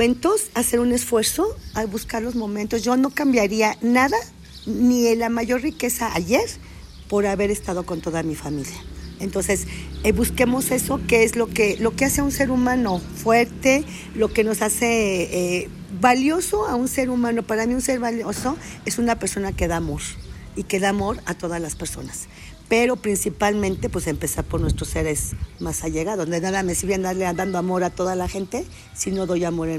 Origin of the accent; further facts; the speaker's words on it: Mexico; Somos una familia con muchos valores, con muchas enseñanzas, con una gran identidad como mexicanos, con mucha fuerza, con mucho amor.